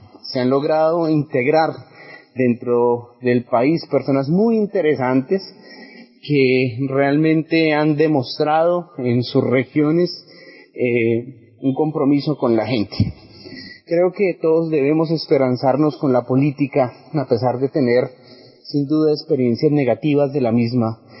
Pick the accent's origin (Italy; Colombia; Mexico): Colombia; nosotros esperamos y soñamos como colombianos